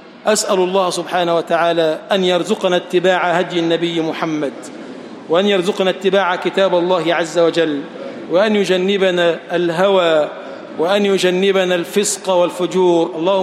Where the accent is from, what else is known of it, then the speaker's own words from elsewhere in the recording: Egypt; اللهم اجعل بلدنا مصر بلدًا آمنًا